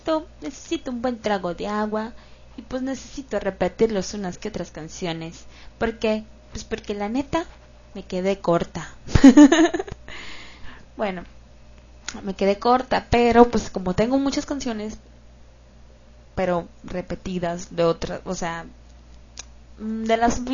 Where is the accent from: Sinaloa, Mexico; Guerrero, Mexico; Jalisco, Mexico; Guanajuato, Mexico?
Sinaloa, Mexico; Culiacán; Y yo soy de Culiacán y aquí vivo en Culiacán.